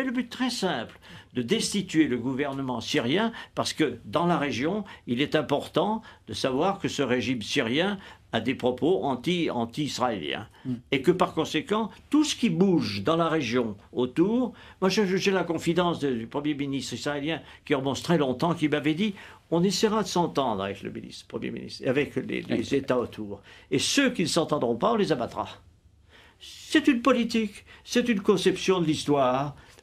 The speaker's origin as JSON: {"language": "French", "country": "France", "said": "J'ai dit, écoutez, moi, je suis français, ça ne m'intéresse pas."}